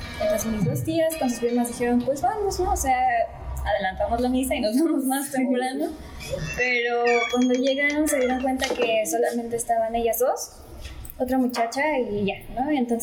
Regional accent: Pátzcuaro, Michoacán, Mexico; Yo soy de Pátzcuaro, Michoacán.

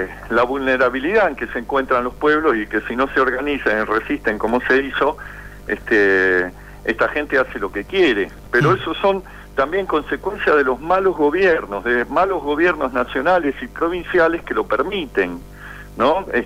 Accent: Buenos Aires, Argentina; Soy de Buenos Aires.

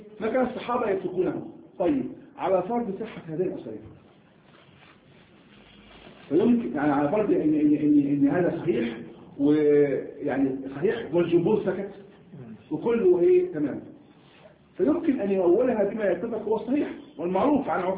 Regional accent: Egypt; وعندنا ايضا كمصريين لا نقول بالجيم جاء نقول جاء جاء جاء فنحن هكذا.

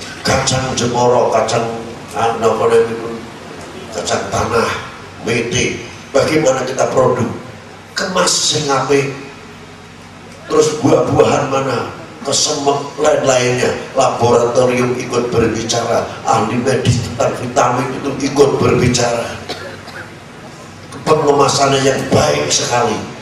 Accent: Indonesia; born there; Kebetulan saya dilahirkan, ngaku aja ngomong saya orang Indonesia ini, kebetulan saya dilahirkan di Indonesia.

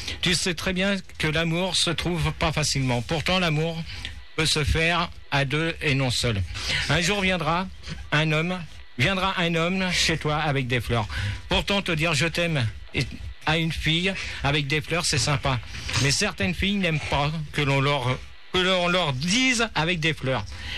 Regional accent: Paris, Île-de-France, France; non, je suis parisien.

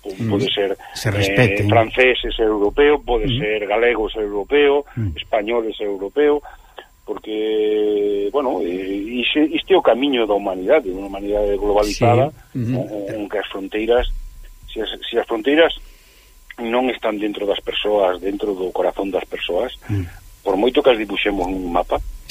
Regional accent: Galicia, Spain; igual que somos galegos, podemos ser españoles, podemos ser europeos, non pasa nada

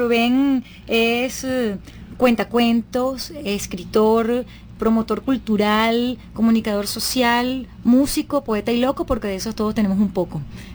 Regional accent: Venezuela; yo como venezolana me siento muy orgullosa

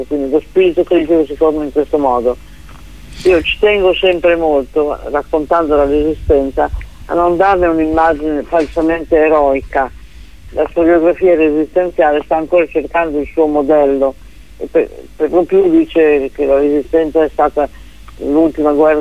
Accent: Novara, Piedmont, Italy; io ho studiato al liceo di Novara, che è la mia città natale

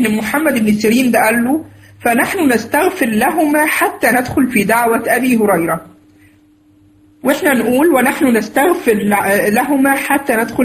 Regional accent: Egypt; مش عارف بقى عندكم بقى في البلاد التانية بيسموا ايه الكلام ده، احنا عندنا دي من البدع اللي عندنا في مصر بصراحة

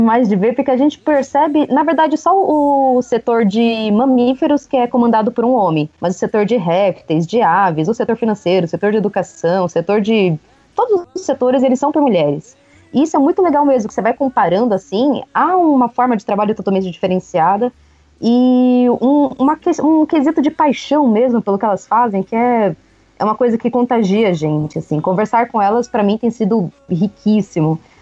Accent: Pernambuco, Brazil; até por conta da minha infância em Pernambuco e tudo mais

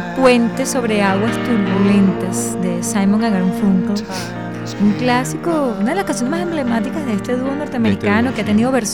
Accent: Venezuela; para nosotros como venezolanos es un orgullo y un deber recordar

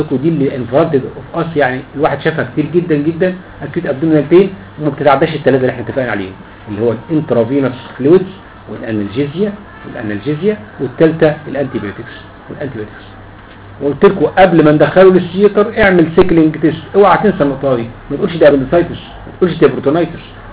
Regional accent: Egypt; اللي هو اسمه عندنا في مصر زينات

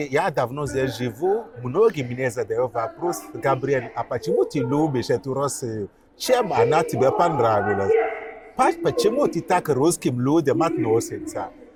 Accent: Benin; Russian is a second language; Я родом из Бенина.

